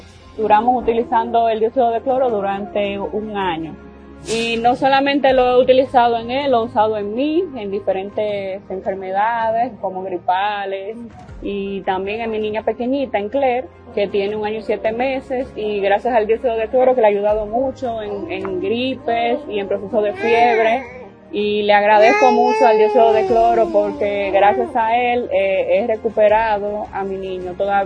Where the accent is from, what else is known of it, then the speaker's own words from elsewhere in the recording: Dominican Republic; y soy de la República Dominicana.